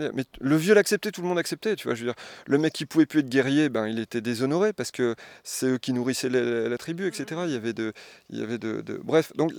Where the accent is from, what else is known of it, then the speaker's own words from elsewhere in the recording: Tournai, Wallonia, Belgium; moi, je suis originaire de Tournai